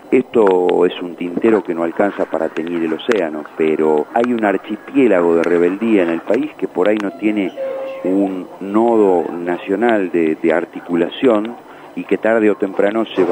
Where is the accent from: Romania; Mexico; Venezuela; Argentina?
Argentina; La Plata, Buenos Aires Province; este año cumple 10 años la agrupación político-social de base fundada en mi ciudad natal